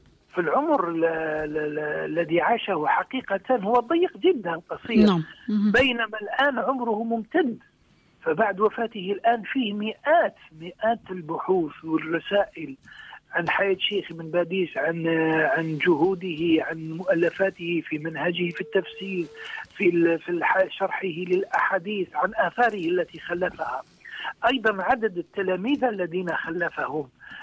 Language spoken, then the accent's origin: Arabic; Algeria; عندنا في الجزائر